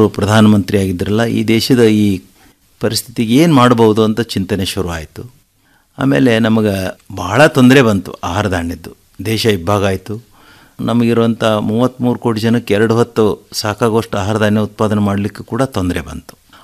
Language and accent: Kannada; Morab, Karnataka, India; ನಮ್ಮೂರಲ್ಲಿ, ನಾವು ಮೊರಬ್ ಗ್ರಾಮದ ನಮ್ಮದು